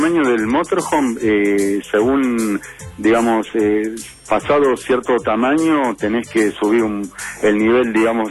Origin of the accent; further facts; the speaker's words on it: Córdoba, Argentina; No, porque justamente estás hablando con alguien que no es nacido criado acá, soy más bien de Córdoba.